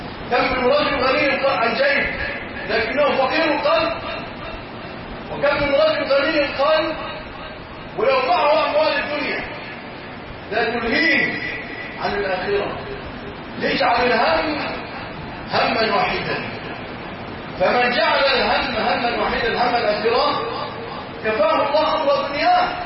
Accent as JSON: {"language": "Arabic", "country": "Egypt", "said": "اللهم اجعل بلادنا مصر أمنا أمانا سلاما رخاء"}